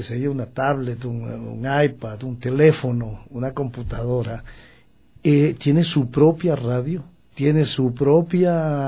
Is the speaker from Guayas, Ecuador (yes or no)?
yes; Guayaquil, Guayas, Ecuador; Yo escuchaba de niño … Guayaquil.